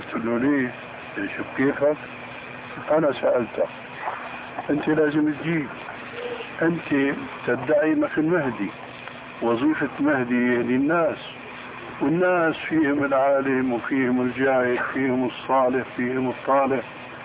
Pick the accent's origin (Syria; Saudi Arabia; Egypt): Syria; Damascus, Damascus Governorate; قالوا لي ناس عندنا في دمشق